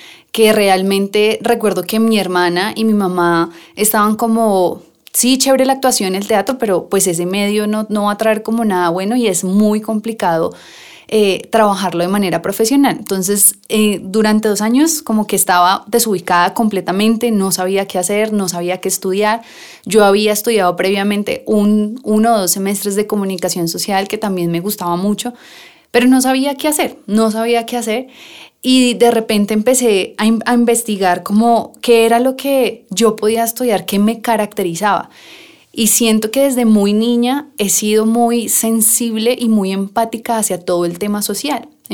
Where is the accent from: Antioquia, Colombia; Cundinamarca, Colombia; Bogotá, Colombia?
Bogotá, Colombia; Nosotros siempre hemos crecimos en Suba, digamos que ese fue nuestro contexto de crecimiento de la infancia